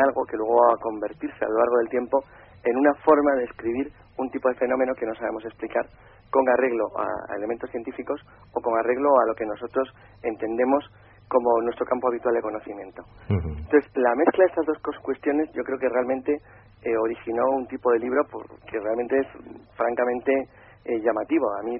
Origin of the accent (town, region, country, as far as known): Santander, Cantabria, Spain; now in Madrid, Spain